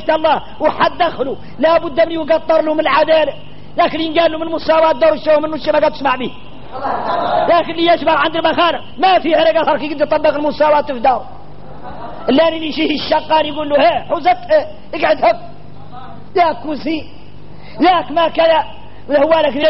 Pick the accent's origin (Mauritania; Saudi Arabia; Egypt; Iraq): Mauritania; نحن موريتاني